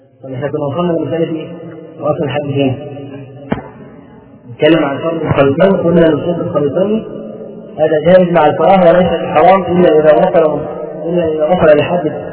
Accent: Egypt; بيسموه عندنا في مصر

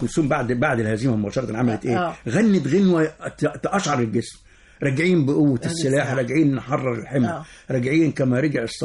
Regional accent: Egypt; الأغاني الوطنية عندنا في مصر ماشية من قبل الثورة حتى

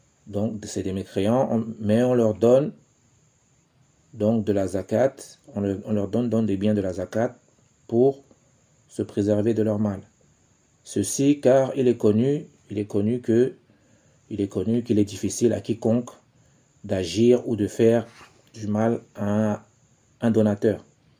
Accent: Cameroon; ici chez nous au Cameroun

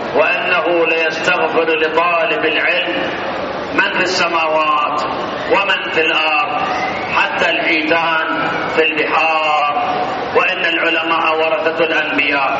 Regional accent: Iraq; moved away; إحنا سنين حقيقة هربنا أيام صدام من العراق، 32 سنة كنت هارب أنا من العراق.

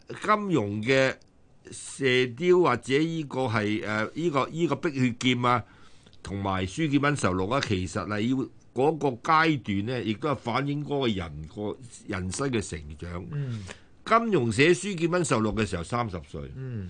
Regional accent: Macau; 我打擂，我喺澳門。我在澳門大的，都是小路仔，我阿爸啲嗰時喺澳門生活嘅，所以我喺澳門目睹嘅。

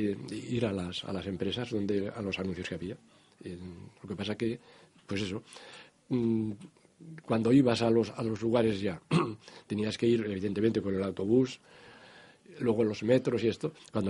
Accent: Burgos, Castile and León, Spain; moved away as an adult; vinimos 5 compañeros también de Burgos. Primero habíamos intentado encontrar trabajo en Valladolid, en Vitoria, y no había forma.

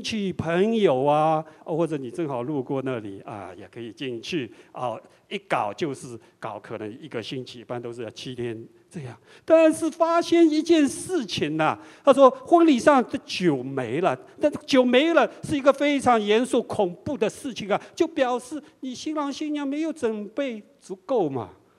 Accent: China; 比我们中国人还要隆重一点

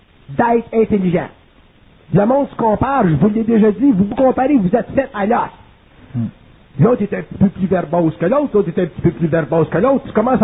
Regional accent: Quebec, Canada; Puis on est des Québécois

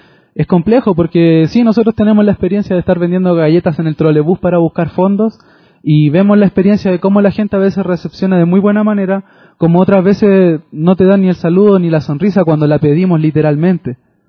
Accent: Chile; now in Quito, Ecuador; salí de Chile diciendo voy a ir a Quito a hacer un centro cultural

